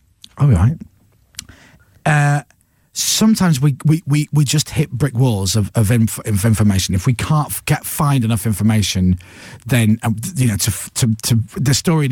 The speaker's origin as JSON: {"language": "English", "town": "Leeds", "region": "Yorkshire and the Humber", "country": "United Kingdom", "said": "my mum's family's from Dublin, and my dad's, I'm from Leeds. My dad was born in Leeds, but his dad was born in Mayo, in Ireland."}